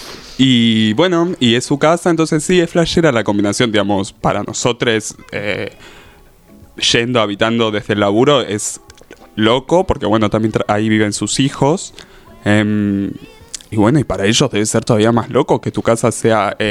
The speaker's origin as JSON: {"language": "Spanish", "town": "El Calafate", "region": "Santa Cruz", "country": "Argentina", "said": "Sí, yo soy de Santa Cruz, de Calafate, y mi casa de Calafate era muy linda"}